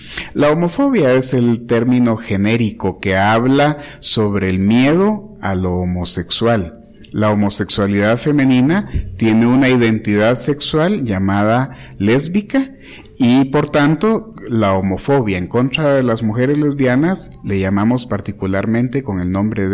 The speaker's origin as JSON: {"language": "Spanish", "region": "Quetzaltenango", "country": "Guatemala", "tie": "born or raised there", "moved": "yes", "said": "Cuando yo vine de Quetzaltenango hace ya algunos años, habiendo nacido y crecido"}